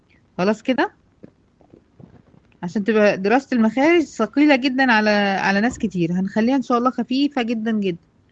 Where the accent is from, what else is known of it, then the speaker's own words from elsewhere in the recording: Egypt; احنا بنسميها هنا عندنا في مصر ضروس العقل